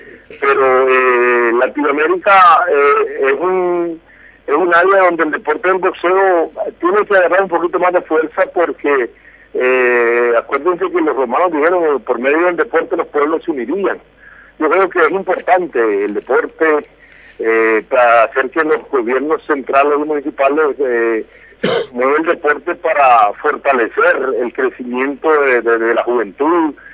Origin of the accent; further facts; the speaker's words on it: Nicaragua; el deseo como centroamericano y nicaragüense de querer ganar ese título mundial